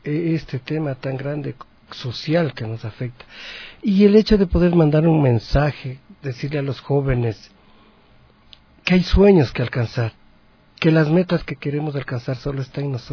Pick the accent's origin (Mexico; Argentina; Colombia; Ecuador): Ecuador; Latacunga, Cotopaxi; A mi tierra, a mi bella tierra Cotopaxi, a los cantones en donde yo canté, Mulaló, Pualó, Salcedo, Saquicilí, Tanicuchí, La Tacunga, mi bella La Tacunga.